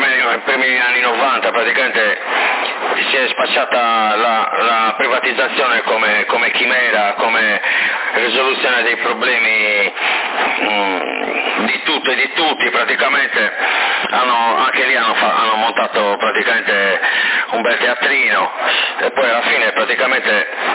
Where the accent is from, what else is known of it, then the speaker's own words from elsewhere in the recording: Sorso, Sardinia, Italy; Poi c'era l'elicottero che prendeva l'acqua, l'ho messo fuoco lì, sono di Sorso.